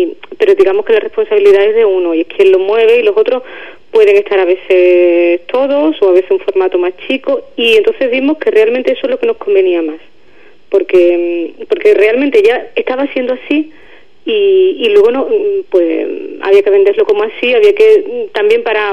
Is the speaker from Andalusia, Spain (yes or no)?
yes; Ubrique, Andalusia, Spain; es que es mi pueblo y el pueblo de mi familia y de mis amigos